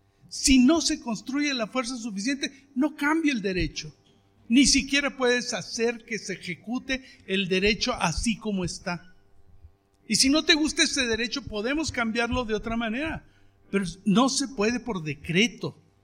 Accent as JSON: {"language": "Spanish", "town": "Cherán", "region": "Michoacán", "country": "Mexico", "said": "Yo vengo del pueblo de Cherán, exactamente."}